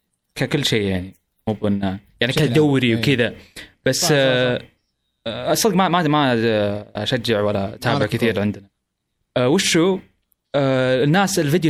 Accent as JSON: {"language": "Arabic", "country": "Saudi Arabia", "said": "وراح عندنا بالسعوديه"}